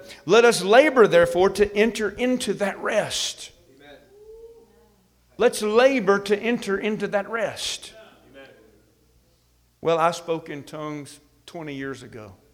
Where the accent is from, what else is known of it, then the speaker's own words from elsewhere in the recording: Alabama, United States; I can pick on Alabama because I'm from Alabama.